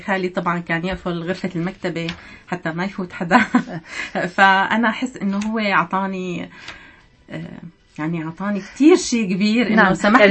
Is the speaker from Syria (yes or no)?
yes; Damascus, Damascus Governorate, Syria; طبعا أنا ولدت وعشت في دمشق، بالصيف مثل كل الأسر نجي على طرطوس، نجي زيارات.